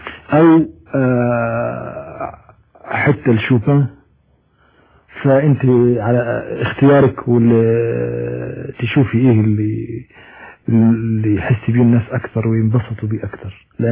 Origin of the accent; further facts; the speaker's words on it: Egypt; انا مصري منتمي للتراب بتاع مصر،